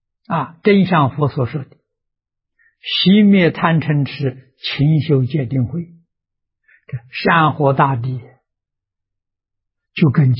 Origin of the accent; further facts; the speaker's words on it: China; 我们中国人有所谓牵一发而动全身